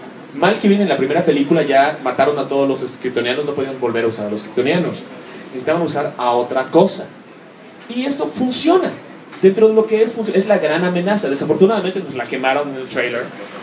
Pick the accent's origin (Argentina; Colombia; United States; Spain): United States; now in Mexico City, Mexico; yo crecí mucho en los Estados Unidos. Entonces, mi idea es como que muy estadounidense. Cuando vine a vivir aquí al DF, que fue hace unos años